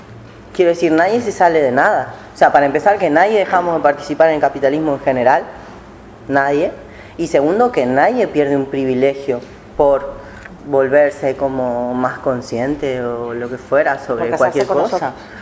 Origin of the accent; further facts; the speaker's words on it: Argentina; vengo de Argentina, peronista